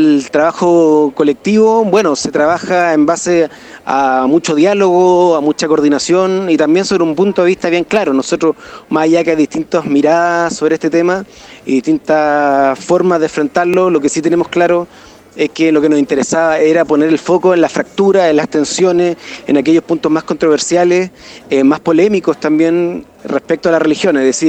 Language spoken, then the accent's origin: Spanish; Chile; tiene una influencia en cómo somos como chilenos muy importante